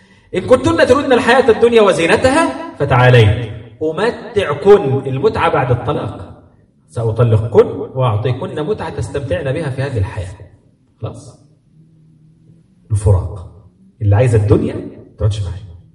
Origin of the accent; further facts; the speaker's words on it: Egypt; وأنا آسف المعنى عندنا في مصر كده